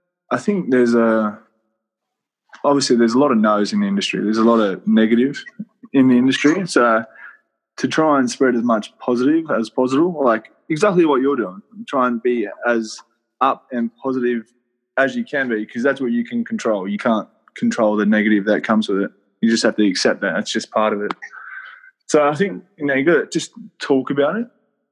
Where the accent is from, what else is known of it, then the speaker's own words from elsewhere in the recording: Wollongong, New South Wales, Australia; I'm from Wollongong.